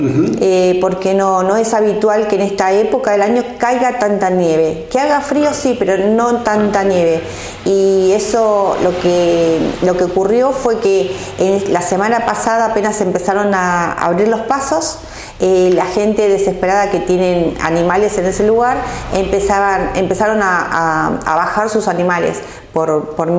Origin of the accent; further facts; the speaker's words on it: Cañuelas, Buenos Aires Province, Argentina; Somos cuatro de Cañuelas, ¿sí? Daniel Silva, Alicia Bonini y Sandra Balfre.